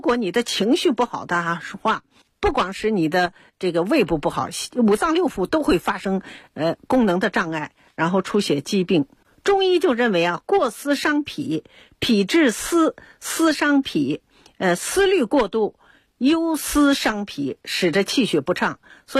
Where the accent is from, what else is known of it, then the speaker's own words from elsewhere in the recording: China; 所以自古以来呢我们中国人呢对灵芝呢都比较偏好